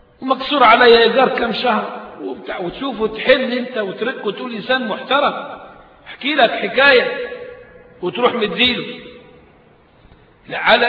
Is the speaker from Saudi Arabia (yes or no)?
no; Egypt; عشان صورتنا كمصريين بره وحشة قوي